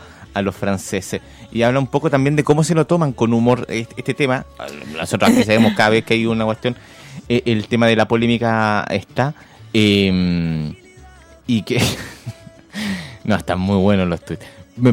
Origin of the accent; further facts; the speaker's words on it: Chile; Como chilenos nos hemos puesto grave